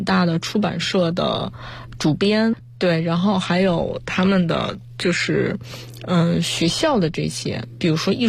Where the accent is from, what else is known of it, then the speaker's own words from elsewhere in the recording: Beijing, China; 我本身是在北京出生，北京长大，